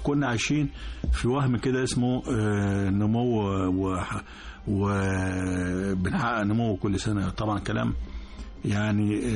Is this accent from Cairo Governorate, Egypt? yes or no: no; Asyut, Asyut Governorate, Egypt; طبعا أنا يعني أنا بلدي أسيوط